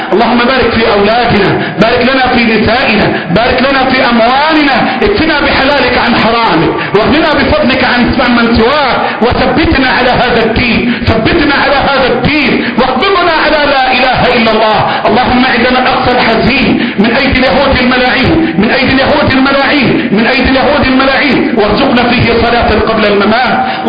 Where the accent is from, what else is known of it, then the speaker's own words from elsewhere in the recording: Egypt; اللهم احفظ بلدنا مصر، اللهم احفظ بلدنا مصر